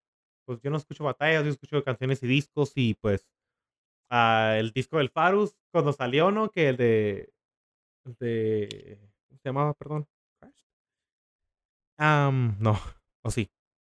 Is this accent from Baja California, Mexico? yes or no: yes; Mexicali, Baja California, Mexico; aquí en mi pueblito de Mexicali